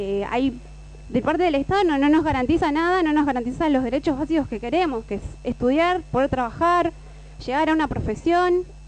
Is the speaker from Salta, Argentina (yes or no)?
no; Gregorio de Laferrere, Buenos Aires Province, Argentina; Lo veo todos los días, yo soy de La Ferrere